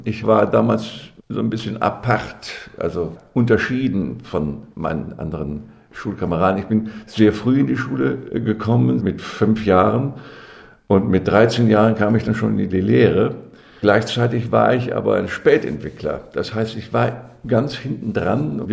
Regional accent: North Rhine-Westphalia, Germany; now in Kassel, Germany; Ich bin gebürtiger Ostwestfale aus der Bielefelder Gegend, vom Lande. Ich entstamme dem Landproletariat.

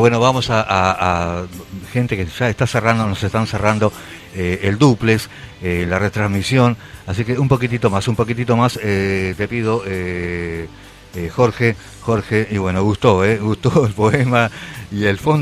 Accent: Tacuarembó, Uruguay; also born or lived in Colón; nacimos en la NBM, Nobleza Barrio Montevideo. somos de Tacuarembó. Estuve en Colón un tiempo, una onda laburo, estuve en Colón. También de Colón, Paysandú, pero no, somos uruguayos.

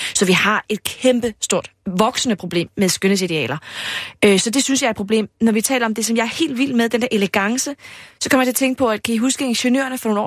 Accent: Padborg, Region of Southern Denmark, Denmark; det er fordi, jeg er også fra Padborg, der gør man det på en lidt særlig måde.

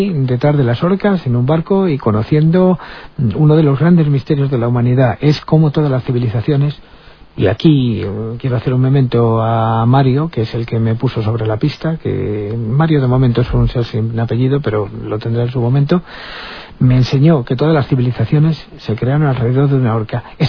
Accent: El Escorial, Community of Madrid, Spain; a pesar de que yo soy del Escorial

